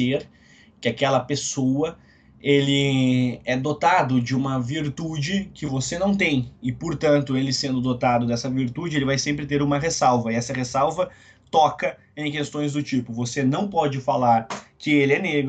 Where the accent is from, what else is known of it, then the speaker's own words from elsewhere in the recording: Brazil; se nós, enquanto brasileiros, não entendermos